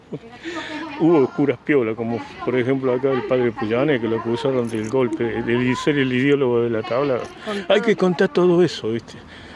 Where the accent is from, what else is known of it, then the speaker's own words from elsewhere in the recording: Córdoba, Argentina; Yo soy el cordobés